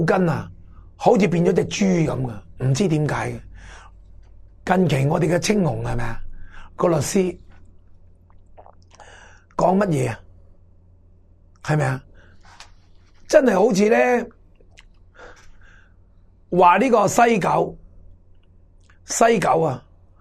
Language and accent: Cantonese; Hong Kong; 我哋香港人有一句说话讲得好好嘅